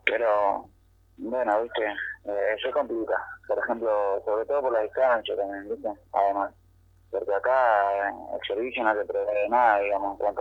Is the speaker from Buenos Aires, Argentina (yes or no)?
yes; Buenos Aires, Argentina; no somos todos de acá, digamos. Somos la mayoría de Gran Buenos Aires, Buenos Aires, La Loma, La Nuz, y estamos acá en un radio de más de 500 kilómetros de nuestro domicilio